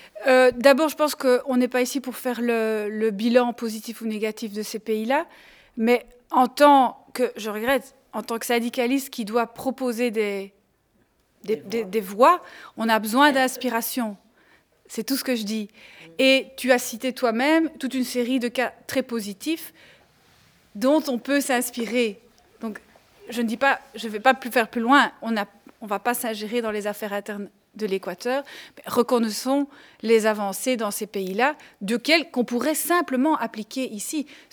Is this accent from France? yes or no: no; Schaerbeek, Brussels-Capital Region, Belgium; Donc, je viens de Scarbeck. à Bruxelles.